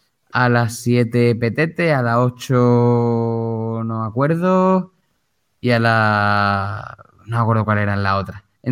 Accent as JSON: {"language": "Spanish", "town": "Málaga", "region": "Andalusia", "country": "Spain", "tie": "born or raised there", "said": "En mi pueblo se llama, o sea, en mi pueblo, por aquí, por Málaga capital, se llamaba Sota Caballo Rayo."}